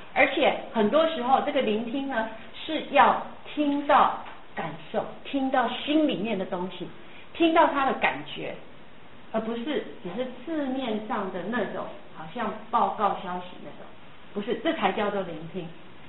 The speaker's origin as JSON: {"language": "Chinese", "country": "Taiwan", "said": "我们台湾人说爱不叫爱，叫疼。"}